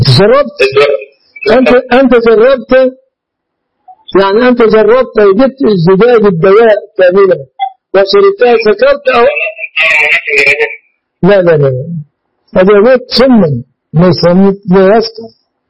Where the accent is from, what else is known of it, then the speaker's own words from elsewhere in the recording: Dakahlia, Egypt; أنا لست من أهل القاهرة، أنا من قرية مجاورة للمنصورة.